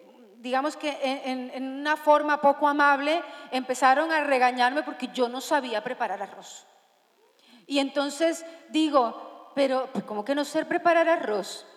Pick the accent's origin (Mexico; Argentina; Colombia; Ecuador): Colombia; now in Spain; yo soy una colombiana rara, yo no sé cocinar platos típicos de Colombia